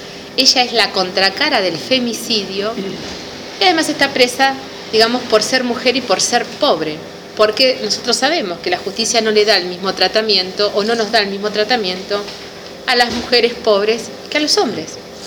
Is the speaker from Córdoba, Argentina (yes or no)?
no; Azul, Buenos Aires Province, Argentina; Somos de Azul, somos de AMLA.